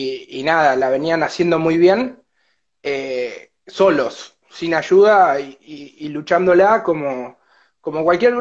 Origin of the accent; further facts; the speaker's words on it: Puerto Madryn, Chubut, Argentina; Sí, somos de Puerto Madryn. Todo el grupo de pibes acá que estamos laburando somos todos de Madrid. La mayoría nacidos y criados acá, la familia también de hace tiempo.